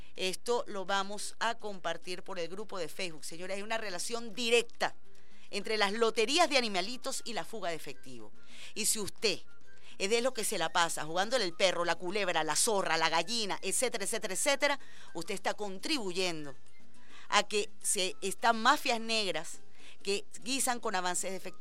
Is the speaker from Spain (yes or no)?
no; Venezuela; también ha corrompido a nuestra idiosincrasia, nuestros valores y nuestros principios como venezolanos